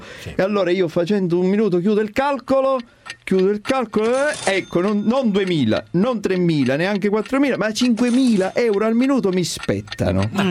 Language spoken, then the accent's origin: Italian; Sicily, Italy; Non sono greco, sono siciliano.